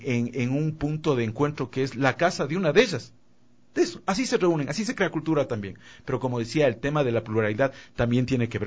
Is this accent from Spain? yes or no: no; Quito, Pichincha, Ecuador; el orgullo quiteño, el creer que nosotros somos una ciudad caótica y no podemos como quiteños sacarla adelante